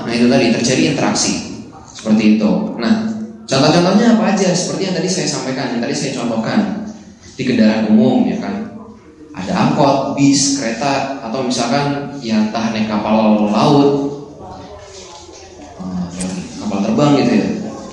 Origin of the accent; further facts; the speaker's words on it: Jakarta, Indonesia; apalagi yang saya asalnya dari Jakarta